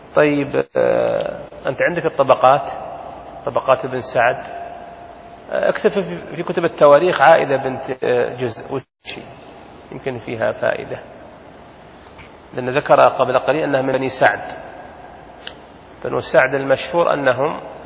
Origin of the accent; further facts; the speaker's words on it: Saudi Arabia; لأن الدين ما هو بدين أهلنا، وله ديننا حنا يا سعوديين